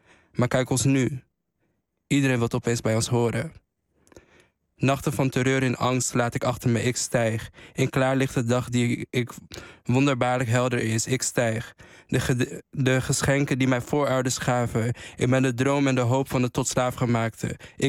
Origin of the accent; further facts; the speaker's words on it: Friesland, Netherlands; Als zwarte Fries, ik kom uit Friesland